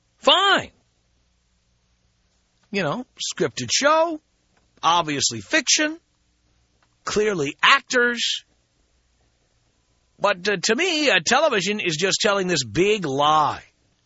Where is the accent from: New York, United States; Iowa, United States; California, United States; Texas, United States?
New York, United States; New York City; Thing is, I grew up in New York City.